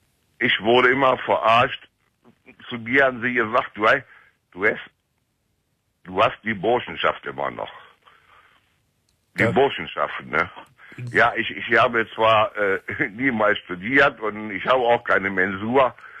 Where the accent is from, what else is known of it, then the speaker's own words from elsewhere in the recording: Cologne, North Rhine-Westphalia, Germany; now in Hildesheim, Germany; Ich bin auch eine Kölsche Junge. Ich komme von der Schelsig. Ich komme aus Delburg.